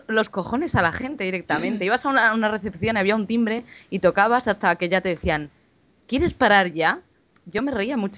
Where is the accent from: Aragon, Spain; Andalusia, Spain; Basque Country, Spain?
Aragon, Spain; Zaragoza; Pues yo soy de Zaragoza.